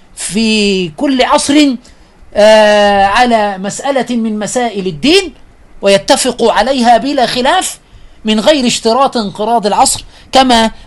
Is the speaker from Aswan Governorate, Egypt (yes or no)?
yes; Aswan, Aswan Governorate, Egypt; من عندنا أنا من أسوان